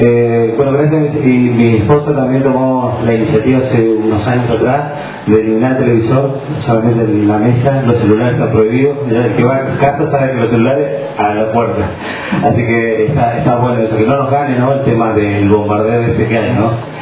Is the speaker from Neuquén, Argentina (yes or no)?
yes; Neuquén, Argentina; nosotros somos de Neuquén